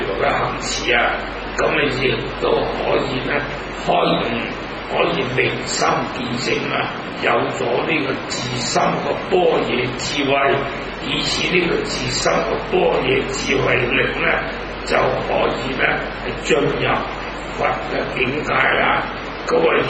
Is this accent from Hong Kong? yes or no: yes; Hong Kong; 咁我哋香港人咧，那咁啊，榕樹頭好多嗰啲夜晚咧